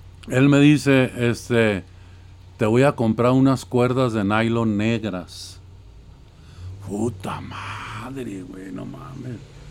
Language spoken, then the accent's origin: Spanish; Gómez Palacio, Durango, Mexico; now in Guadalajara, Mexico; soy originario de Gómez Balazos, Durango. Porque ya no se le llama Gómez Palacios.